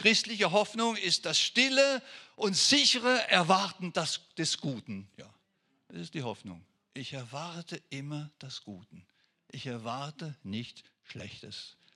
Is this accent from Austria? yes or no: no; France; first language French; German is a second language; Als Franzose hat mich das immer so gestört, warum sagen sie Buße hier?